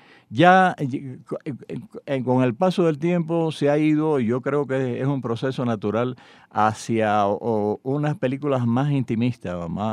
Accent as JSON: {"language": "Spanish", "country": "Cuba", "said": "un análisis de la cubanía, un análisis de cómo somos los cubanos."}